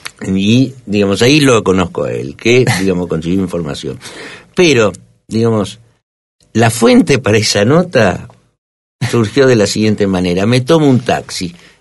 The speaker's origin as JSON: {"language": "Spanish", "country": "Argentina", "tie": "born or raised there", "also_born_or_lived": "Bolivia", "said": "se conocieron en Bolivia y fruto de su unión nací yo en Bolivia y 2 años después nos vinimos a la Argentina."}